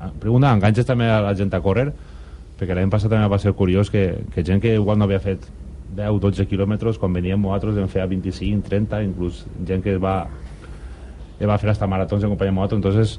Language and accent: Catalan; Vallada, Valencian Community, Spain; M'han pegat el puro perquè diuen que és Vallada, però jo bueno, sempre diré que sóc de Vallà.